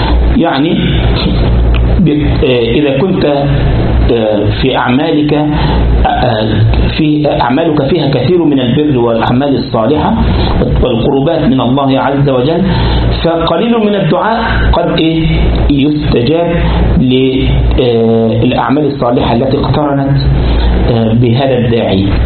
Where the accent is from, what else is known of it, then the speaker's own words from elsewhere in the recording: Sharqia Governorate, Egypt; مره كنت في عندنا في مصر في منطقه اسمها الشرقيه، يعني قال بلد يعني محافظه من المحافظات